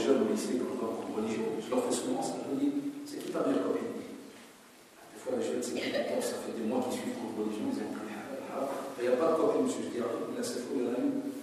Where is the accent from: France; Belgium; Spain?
Belgium; Chez moi, en Belgique, c'est une autre loi que chez vous.